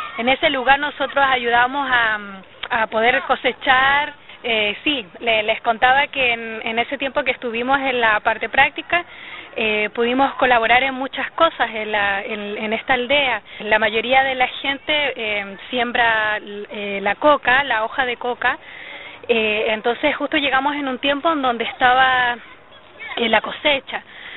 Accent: Taltal, Antofagasta, Chile; Yo nací en un hogar cristiano, mis padres actualmente son pastores de una congregación en mi ciudad natal, que es Taltal, es una ciudad pequeñita al sur de Antofagasta. Es parte de la segunda región.

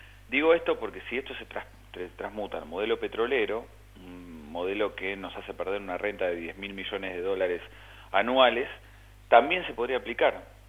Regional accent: Argentina; la primera y llana es la que todos como argentinos estamos viviendo

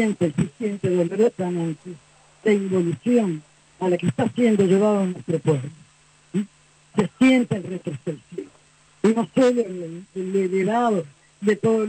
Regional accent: Argentina; now in Cuba; Soy argentina, vivo en Cuba desde el año 94

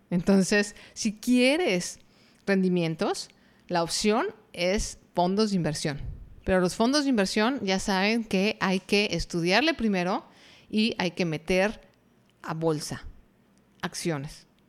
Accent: Mexico; por lo menos en mi país, que es México, no existe.

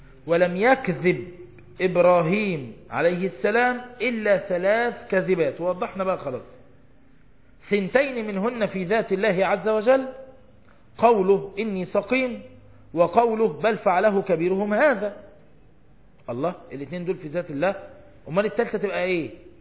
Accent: Egypt

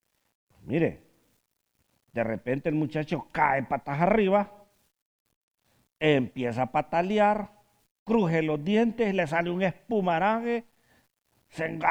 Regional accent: Honduras; Yo soy hondureño.

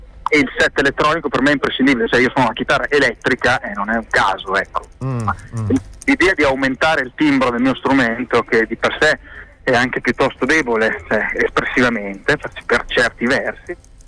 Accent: Modena, Emilia-Romagna, Italy; Io sono di Modena.

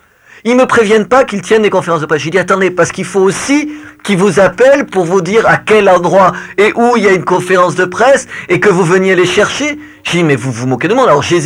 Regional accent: France; Je suis français, la France est régulièrement

